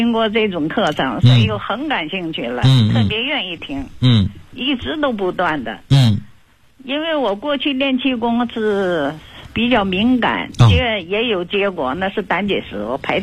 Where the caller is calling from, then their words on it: Guiyang, Guizhou, China; 我是贵阳的。